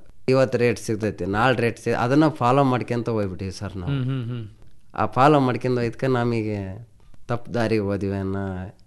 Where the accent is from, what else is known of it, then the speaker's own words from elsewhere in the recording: Bachikondanahalli, Karnataka, India; ಸ್ವಂತ ಊರು ಬಾಚಿಕೊಂಡನಹಳ್ಳಿ ಸರ್.